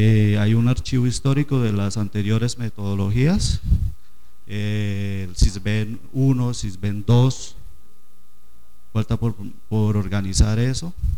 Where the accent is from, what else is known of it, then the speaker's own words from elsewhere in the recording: Páramo, Santander, Colombia; Soy santandereano, vengo de San Gil, un pueblito cercano a 20 minutos de San Gil llamado Páramo.